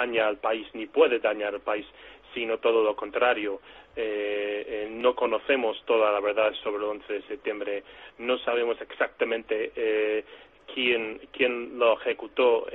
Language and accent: Spanish; United States; Hombre, primero hay que decir, incluso siendo norteamericano, te pueden decir que eres antiamericano.